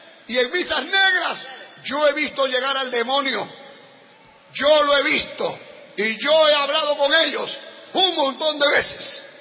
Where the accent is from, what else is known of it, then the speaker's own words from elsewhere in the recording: Lima, Peru; born there; Hermanos, yo soy peruano, como usted, como cualquier hermano que está acá. Yo nací en Lima y quise prosperar y quise salir adelante.